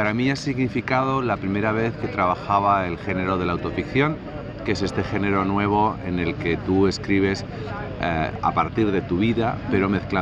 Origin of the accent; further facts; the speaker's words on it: Basque Country, Spain; porque yo soy vasco y tiene todas las claves vascas